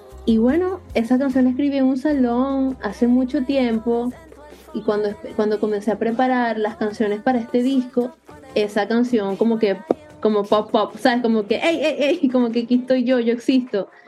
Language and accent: Spanish; Venezuela; now in United States; Luego me mudé del país, me fui de Venezuela a Estados Unidos y en Estados Unidos comencé a ver clases de música también.